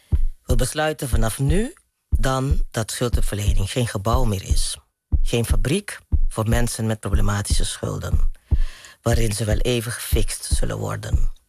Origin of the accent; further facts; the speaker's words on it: Curaçao; born there; also born or lived in Maastricht; Even heel kort, ik ben op Curaçao geboren. Ben in Maastricht gaan studeren toen ik de middelbare school af had.